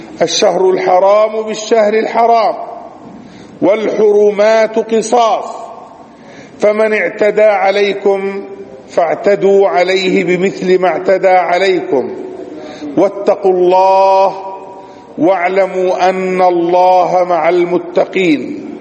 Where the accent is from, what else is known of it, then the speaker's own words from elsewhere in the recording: Palestine; ومن أدل دليل على ذلك الواقع في بلادنا فلسطين